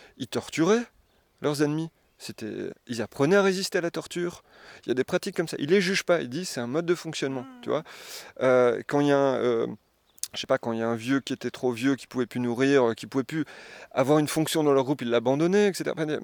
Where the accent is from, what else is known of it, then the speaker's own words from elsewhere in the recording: Tournai, Wallonia, Belgium; moi, je suis originaire de Tournai